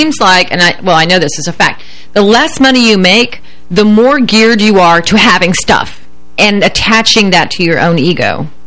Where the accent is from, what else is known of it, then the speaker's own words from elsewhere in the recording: United States; I mean, America's in debt. Why shouldn't I be? I'm an American.